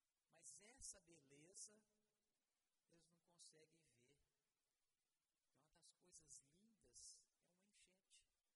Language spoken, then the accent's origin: Portuguese; Peçanha, Minas Gerais, Brazil; E eu fiquei me lembrando dos meninos lá de Peçanha, minha terra. Peçanha é muito alto, e de lá a gente vê todo o espinhaço, ou a maioria das serras do espinhaço.